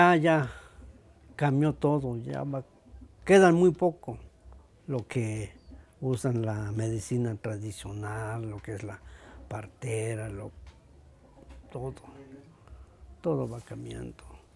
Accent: Yetón, Chiapas, Mexico; born there; yo nací en Yetón, Aldama.

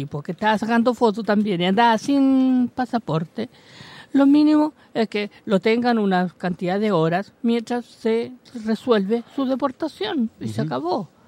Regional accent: Chile; Pero si el resto de los chilenos, no, eso no somos chilenos. Somos serie de segunda, tercera clase.

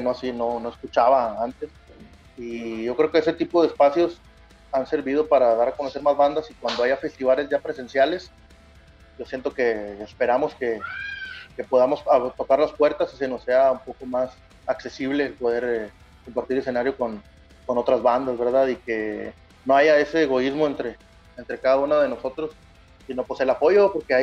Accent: Mexico; eso yo creo que es lo que nos ha detenido a todos como mexicanos, yo siento.

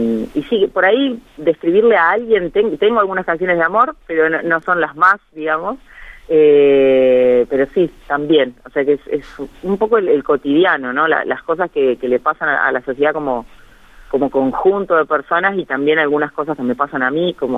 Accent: Guatimosín, Córdoba, Argentina; moved away; also born or lived in Rosario; Bueno, yo soy oriunda de un pueblito que se llama Guatimosín, es un pueblo que queda al sureste de la provincia de Córdoba, por eso no tengo tonada cordobesa, pero soy cordobesa.

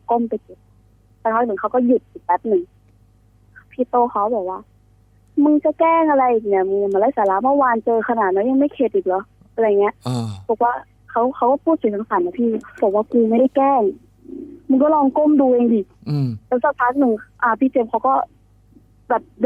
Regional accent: Central Thailand, Thailand; หนูเป็นคนภาคกลาง

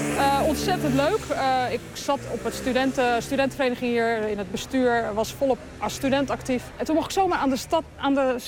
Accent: Gouda, South Holland, Netherlands; born there; also born or lived in Utrecht; Kijk, ik ben geboren in Gouda. Ik heb ook veel met Gouda. Ik hou van Gouda.

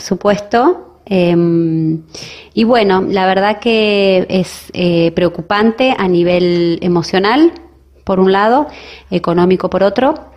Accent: Paraná, Entre Ríos, Argentina; Yo soy de Paraná, Entre Ríos

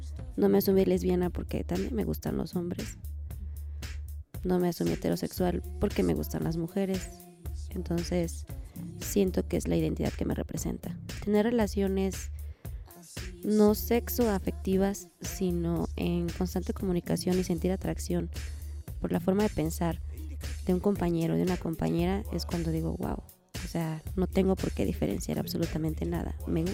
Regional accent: Cuajinicuilapa, Guerrero, Mexico; Soy originaria de Cuajinicuilapa, Guerrero. Tengo 28 años. Me asumo como mujer bisexual afromexicana, feminista.

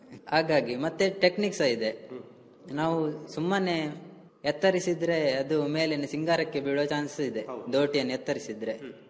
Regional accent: Bantwal, Karnataka, India; ನಾನು ನನ್ನ ಊರು ಬಂಟ್ವಾಳ ತಾಲೂಕು ಬಂಟ್ವಾಳ ಕಸಬಾ ಗ್ರಾಮ ಅಗ್ರಹಾರ. ನನ್ನ ವಯಸ್ಸು 23.

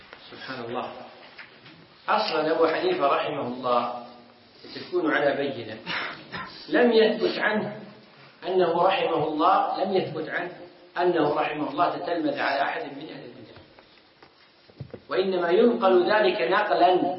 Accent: Kuwait; عندنا في الكويت

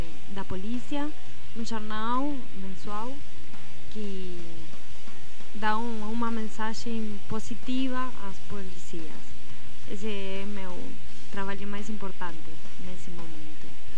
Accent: La Plata, Buenos Aires Province, Argentina; Portuguese is a second language; now in Belo Horizonte, Brazil; E eu sou de La Plata, perto de Buenos Aires, a capital do estado de Buenos Aires. Tem gente, 600 mil habitantes, mas não tanto como BH

